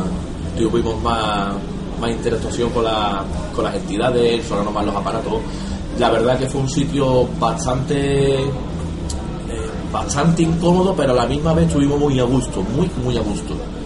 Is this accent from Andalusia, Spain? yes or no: yes; Seville, Andalusia, Spain; born there; Yo nací en Sevilla, pero lejos de Londres.